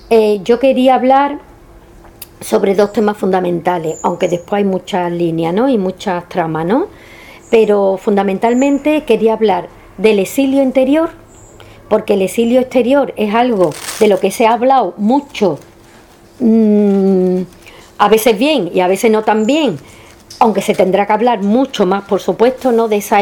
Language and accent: Spanish; Carmona, Andalusia, Spain; Yo tuve la suerte, sabéis que soy de Carmona